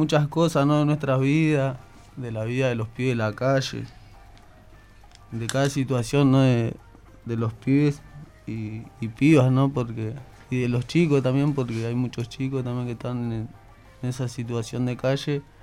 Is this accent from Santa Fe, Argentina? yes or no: no; Villa Itatí, Buenos Aires, Argentina; Soy de Villa Itatí.